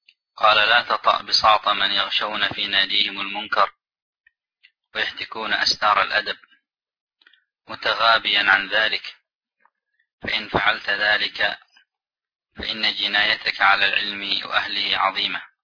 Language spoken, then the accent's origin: Arabic; Yemen; كمجالس مثلا عندنا في اليمن القات